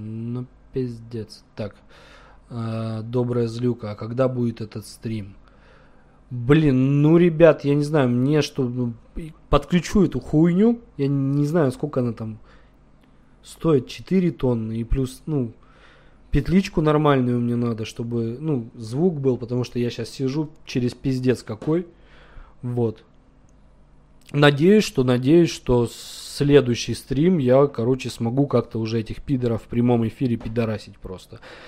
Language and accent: Russian; Krasnodar, Krasnodar Krai, Russia; also born or lived in Almaty, Kazakhstan; Я из Краснодара. А вообще, ребят, я родился в Казахстане, в Алмате. Давно уехал, но вообще родился в Казахстане, в Алмате. Ну, я не казах, я русский.